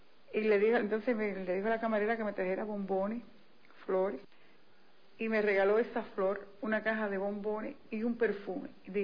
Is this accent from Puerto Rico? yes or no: no; Cuba; soy cubana revolucionaria de la época de Fidel.